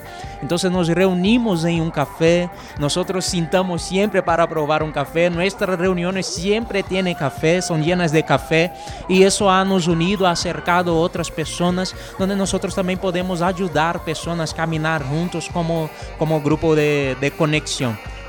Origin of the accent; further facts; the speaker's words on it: Brazil; Spanish is a second language; Yo soy misionero brasileño y estoy acá por eso.